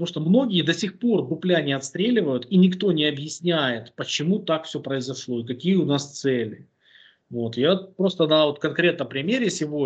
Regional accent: Boryspil, Kyiv Oblast, Ukraine; Киевская область, Борисполь, тогда мой родной город.

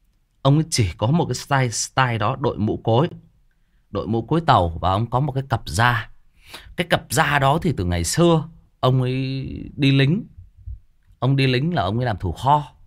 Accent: Van Giang, Hưng Yên, Vietnam; quê tôi thì quê nội ở bên Hưng Yên, ở bên Văn Giang.

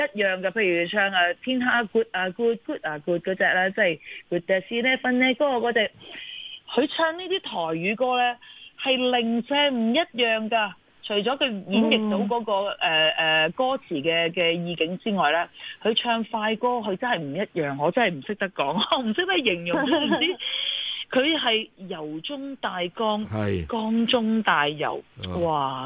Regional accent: Hong Kong; 但系我哋香港人咧系经得起风浪嘅。

